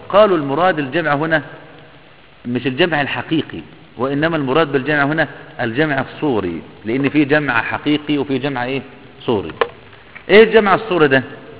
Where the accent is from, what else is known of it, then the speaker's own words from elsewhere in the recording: Egypt; عندنا في مصر